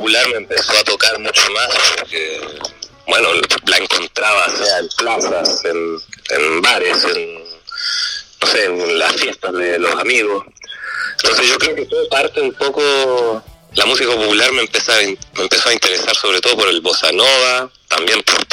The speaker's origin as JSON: {"language": "Spanish", "town": "Santiago", "region": "Santiago Metropolitan Region", "country": "Chile", "tie": "born there", "said": "Yo nací en Santiago, en el año 90."}